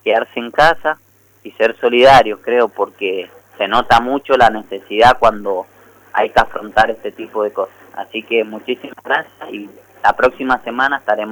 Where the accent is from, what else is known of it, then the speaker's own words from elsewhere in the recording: Las Heras, Mendoza, Argentina; como mendocinos y mendocinas, y bueno, lacerinos en este caso y lacerinas